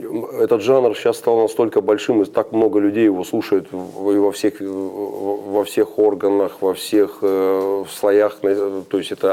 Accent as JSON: {"language": "Russian", "town": "Rostov-on-Don", "region": "Rostov Oblast", "country": "Russia", "said": "Ну, я из Ростова-на-Дону."}